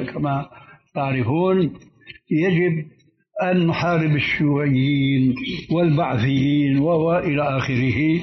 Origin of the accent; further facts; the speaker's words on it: Syria; فقد وجد شيخ عندنا في سوريا